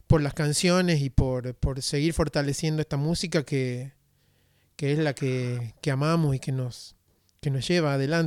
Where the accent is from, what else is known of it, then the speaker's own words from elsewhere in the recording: Tucumán, Argentina; now in San Javier, Argentina; Yo soy tucumano y vivo hace casi 10 años acá